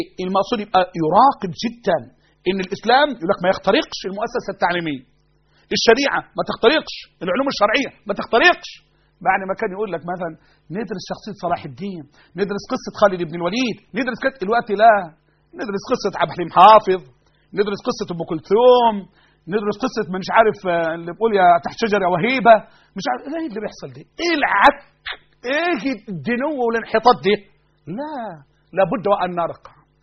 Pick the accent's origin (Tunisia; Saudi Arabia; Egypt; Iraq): Egypt; أنا مصري أنا أكيد